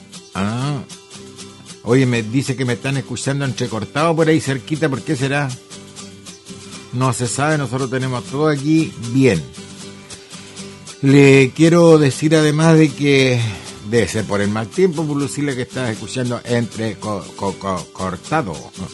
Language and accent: Spanish; Lirquén, Biobío, Chile; nosotros, los que somos de Lirquén, los que somos de Penco y todas las localidades que yo le he dicho, estamos en contra.